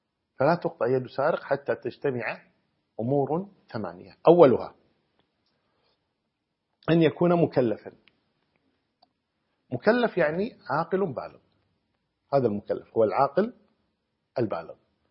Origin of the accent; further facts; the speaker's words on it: Kuwait; تقريبا جرام الذهب عندنا في الكويت الآن